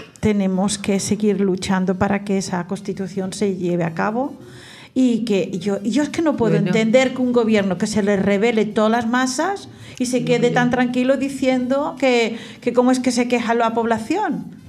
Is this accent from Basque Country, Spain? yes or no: no; Sabadell, Catalonia, Spain; born there; Es que está como nació donde nací yo, en Sabadell